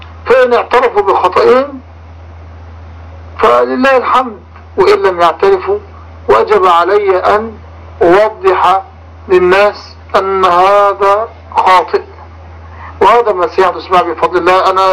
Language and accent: Arabic; Egypt; $5 مليون مبلغ ضخم جدا بالنسبة لنا كمصريين، لأن الدولار عندنا الآن تقريبا وصل إلى 20 جنيه